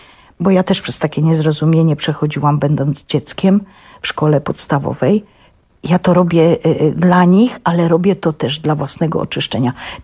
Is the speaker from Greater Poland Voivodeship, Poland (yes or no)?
no; Świętochłowice, Silesian Voivodeship, Poland; się urodziłam w tych Świętochłowicach, mieszkam na tych Lipinach, gdzie 90%, a może nawet 100% dzieci było takich jak ja.